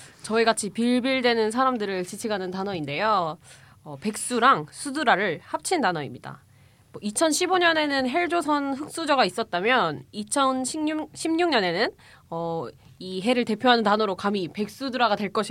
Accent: South Gyeongsang, South Korea; 저희 경상남도 출신이라가지고 어쨌든 거기 칠서라고 있어요

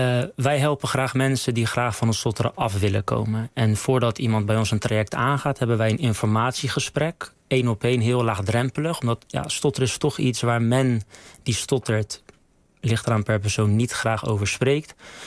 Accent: Rotterdam, South Holland, Netherlands; ik kom uit Rotterdam. Ja. Ik ben voor Feyenoord.

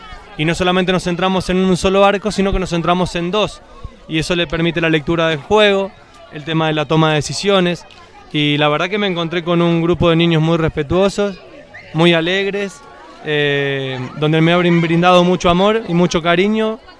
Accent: Rosario, Santa Fe, Argentina; vengo de la ciudad de Rosario, Argentina

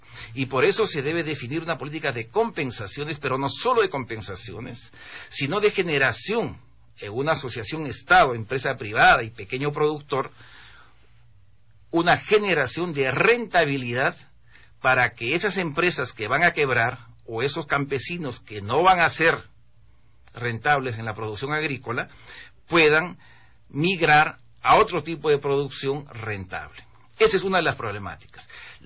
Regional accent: Peru; Yo soy un ciudadano peruano.

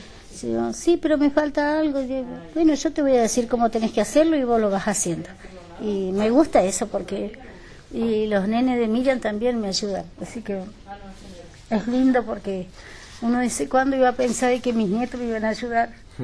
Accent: Mallín, Río Negro, Argentina; also born or lived in El Bolsón; yo, o sea, pertenezco igual acá, porque yo soy del Mallín, pero igual me vine después acá y mis hijos hay algunos de los que nacieron acá, así que es como soy de Bolsón.

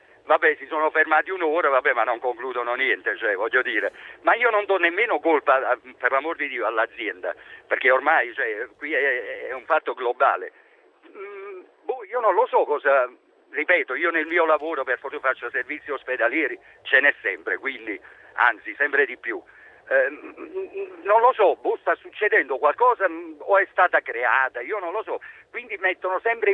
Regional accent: Naples, Campania, Italy; io sono napoletano, mi trovo per lavoro qui in provincia di Verona

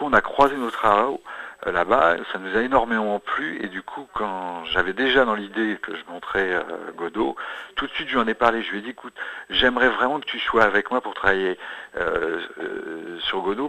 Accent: Grand Est, France; Moi, je viens de Lorraine, alors là-bas, on est servi, on en a quelques-unes.

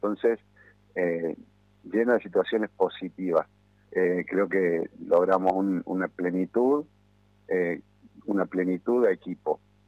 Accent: Córdoba, Argentina; Y soy cordobés, bueno, aviso por la duda.

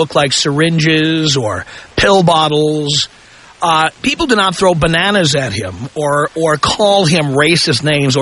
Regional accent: United States; but by the same token as an American, it warmed the cockles of my heart

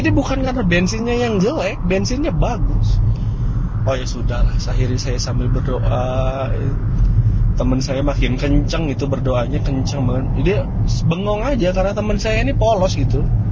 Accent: Java, Indonesia; Cerita nanya asli mana, saya bilang asli Jawa mas.

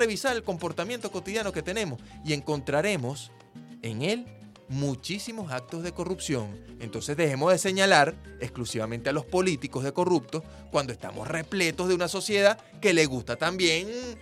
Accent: Venezuela

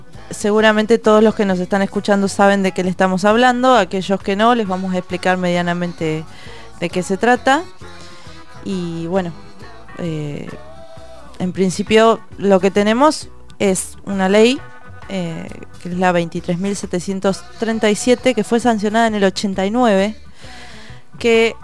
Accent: La Plata, Buenos Aires Province, Argentina; yo que soy de La Plata.

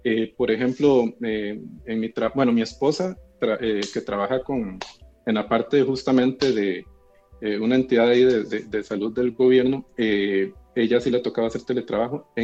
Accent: San José, Costa Rica; Yo soy de San José, estoy acá en la capital.

